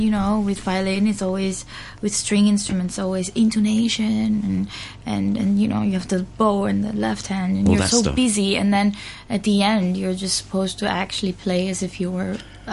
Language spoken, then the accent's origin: English; South Korea; also born or lived in Germany; Well, I'm Korean. I'm Korean, but I was born in Germany.